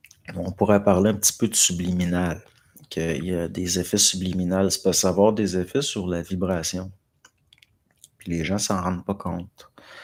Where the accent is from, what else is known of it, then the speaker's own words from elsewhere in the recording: Montreal, Quebec, Canada; Moi, j'ai grandi à Montréal-Nord, assez hard, les gangs de rue, les Italiens, voire.